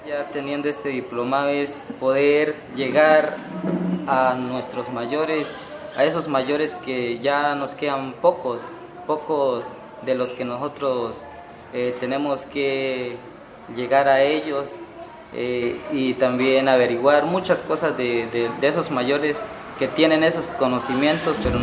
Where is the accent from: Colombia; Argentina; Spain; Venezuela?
Colombia; Cauca; Yo vengo de la parte de Tierra Adentro, allá se fortalece mucho el Nasayugue